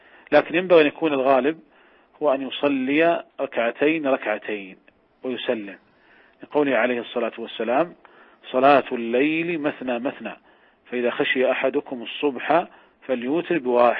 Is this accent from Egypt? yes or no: no; Saudi Arabia; قد كانت قديما عندنا في المملكة العربية السعودية